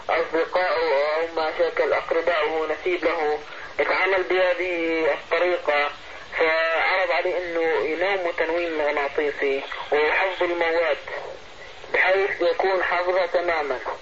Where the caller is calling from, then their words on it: Libya; أخي من ليبيا أنا أتكلم.